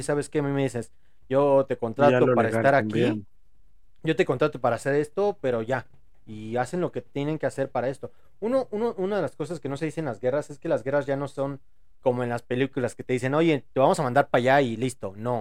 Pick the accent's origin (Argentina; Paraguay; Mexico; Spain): Argentina; Mira, como argentino podría decir